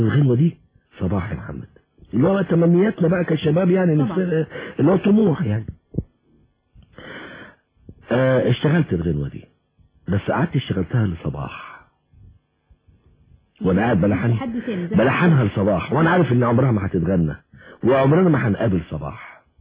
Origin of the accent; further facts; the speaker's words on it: Alexandria, Alexandria Governorate, Egypt; ان انا ملحن من اسكندرية احنا اصحاب من صغرنا يعني